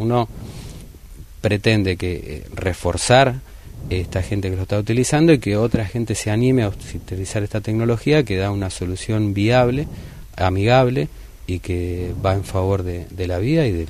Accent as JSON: {"language": "Spanish", "country": "Argentina", "said": "de los 40 y pico millones que somos en Argentina"}